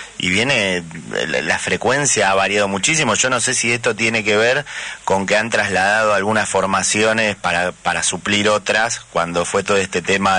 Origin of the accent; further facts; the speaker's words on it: Buenos Aires, Argentina; Yo soy de la Comuna 7, uso todos los días prácticamente